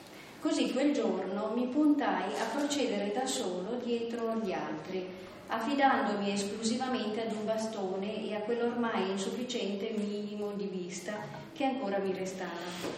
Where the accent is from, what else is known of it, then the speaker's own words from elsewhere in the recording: Lüsen, Trentino-Alto Adige, Italy; non lontano da Luzon, il mio paese natale nei dintorni di Bressanone.